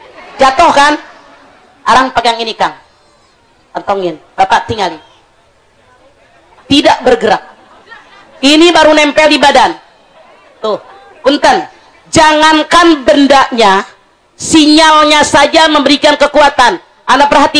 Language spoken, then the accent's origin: Indonesian; Majalengka, West Java, Indonesia; mudah-mudahan bisa kita orang Majalengka sehat wal afiat